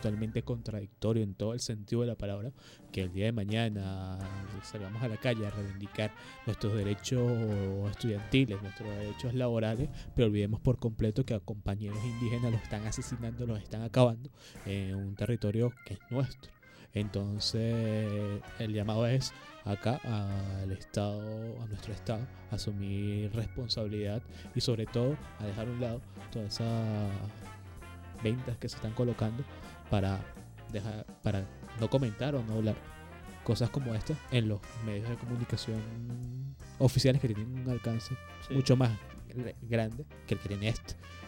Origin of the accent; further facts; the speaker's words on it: Caracas, Capital District, Venezuela; nosotros como caraqueños ya tenemos que entender que somos fruto de una mezcla riquísima. Una mezcla que lleva la sangre de caciques como Katia, como Guaycaipuro.